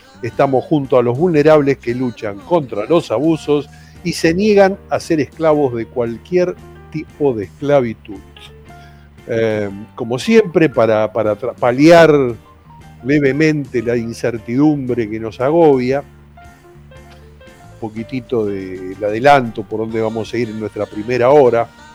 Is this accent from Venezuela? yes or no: no; Argentina; estamos tratándonos entre nosotros como argentinos de una manera realmente deplorable